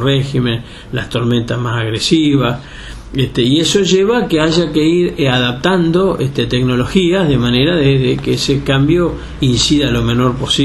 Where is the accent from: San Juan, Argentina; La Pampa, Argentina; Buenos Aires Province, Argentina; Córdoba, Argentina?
Buenos Aires Province, Argentina; Balcarce; moved away as an adult; also born or lived in Patagonia / Rafaela; now in Ayacucho, Argentina; Si bien soy nativo de Balcarce, yo me fui de Balcarce en el año 83, anduve en algunos otros lugares del país como Patagonia, Rafaela, y desde el 89 estoy viviendo en Ayacucho.